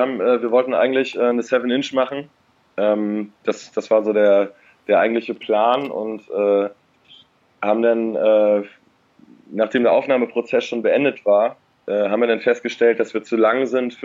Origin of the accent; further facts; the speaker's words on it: Eckernförde, Schleswig-Holstein, Germany; also born or lived in Kiel; now in Berlin, Germany; Aus Schleswig-Holstein, aus dem kleinen, beschaulichen Eckernförde. Kleiner Kurort direkt an der Ostsee. Und ja, von da aus erstmal in die große Stadt nach Kiel und dann weiter nach Berlin gezogen.